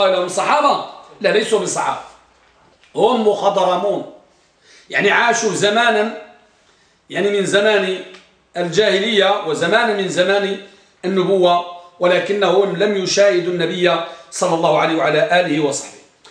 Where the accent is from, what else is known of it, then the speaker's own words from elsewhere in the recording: Tangier, Tanger-Tetouan-Al Hoceima, Morocco; عندنا بطنجة